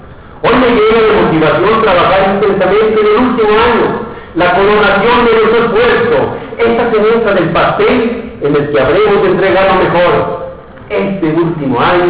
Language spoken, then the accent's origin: Spanish; Aguascalientes, Mexico; porque yo soy de Aguascalientes, porque valoro a mi gente, porque nada puede igualar la devoción que se siente por este lugar donde nacimos, donde crecimos y donde vivirán nuestros hijos.